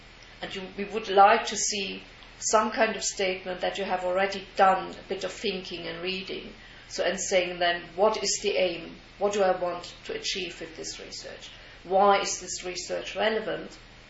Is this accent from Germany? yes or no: yes; Germany; English is a second language; But I grew up in East Germany, and East Germany, everybody at school had to learn Russian, which was obligatory as the first language.